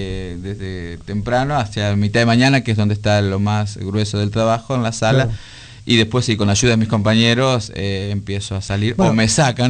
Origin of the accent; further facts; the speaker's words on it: Entre Ríos, Argentina; De Entre Ríos.